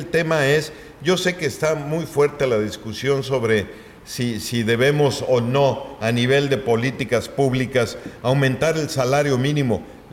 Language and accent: Spanish; Mexico; ni porque somos mexicanos